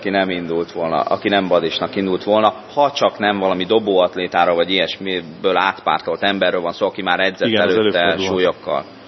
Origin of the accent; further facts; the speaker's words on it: Miskolc, Borsod-Abaúj-Zemplén, Hungary; Szóval ez 1991-ben volt, miskolci vagyok